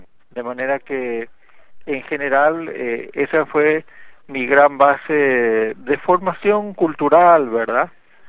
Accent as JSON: {"language": "Spanish", "region": "Asunción", "country": "Paraguay", "tie": "born or raised there", "also_born_or_lived": "Argentina", "said": "Yo me crié en Asunción, la capital del Paraguay, de una familia de origen modesto, ¿verdad?"}